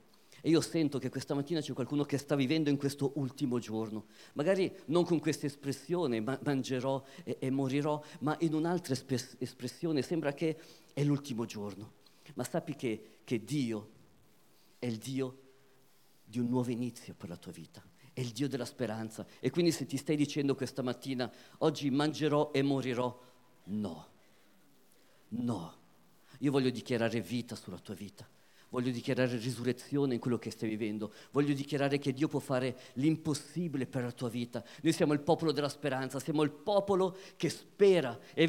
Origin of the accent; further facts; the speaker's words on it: Switzerland; mio padre è di Matera, originario di Matera, mia mamma è di Catania, però io sono nato e vissuto in Svizzera e l'Italia comunque l'ho nel cuore